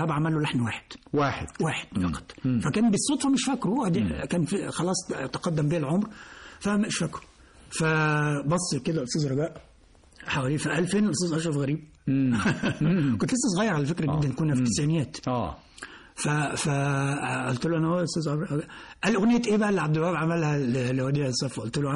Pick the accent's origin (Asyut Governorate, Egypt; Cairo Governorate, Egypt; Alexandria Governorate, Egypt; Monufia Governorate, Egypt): Alexandria Governorate, Egypt; Alexandria; كنا في الإسكندرية وإحنا أنا أصلا إسكندراني يعني.